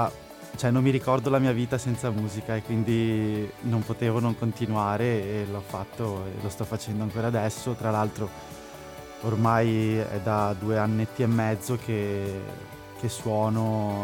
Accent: Padua, Veneto, Italy; Sì, io sono di Padova.

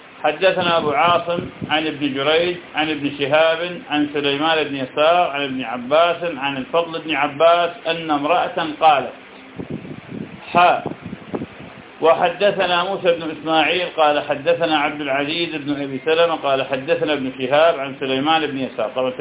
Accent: Iraq; يعني في بلدنا العراق الناس بفضل الله تعالى تسبب في هذا وغيره

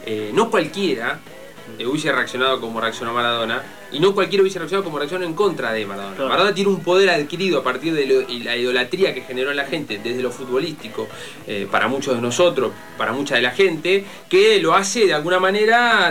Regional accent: Argentina; creo que a nadie le hubiese gustado, somos todos argentinos

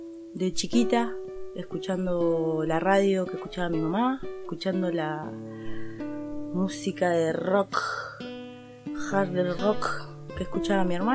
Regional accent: Buenos Aires, Argentina; born there; now in Tras la Sierra, Argentina; soy música cantautora, nací en Buenos Aires, vivo en Tras la Sierra. De hace mucho que hago música. Voy a cumplir 40 años dentro de muy poco

